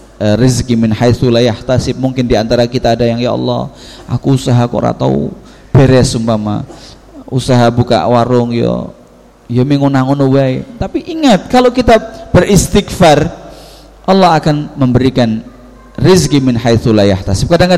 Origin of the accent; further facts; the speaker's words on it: Java, Indonesia; salah dua daripada kesalahan kita orang Jawa mempercayai hal-hal seperti itu